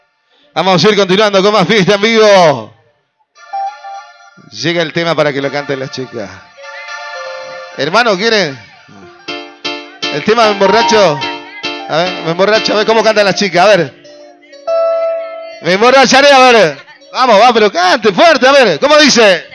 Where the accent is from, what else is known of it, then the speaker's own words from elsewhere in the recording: Salta, Argentina; Calchaquí, qué hermoso, mi Salta. ¡Qué hermoso, mi tierra!